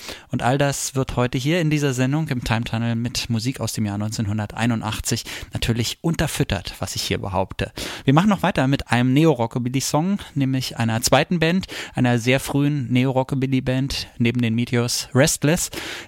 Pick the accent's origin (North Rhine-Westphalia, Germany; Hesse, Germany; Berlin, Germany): Berlin, Germany; das gilt wahrscheinlich eher für meine Heimatstadt Berlin als zum Beispiel fürs Land.